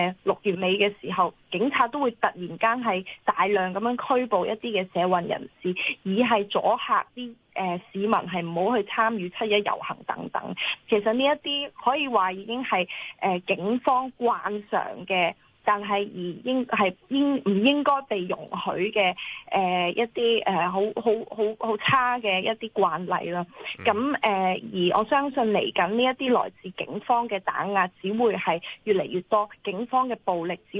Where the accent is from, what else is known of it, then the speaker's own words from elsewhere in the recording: Hong Kong; 我哋香港人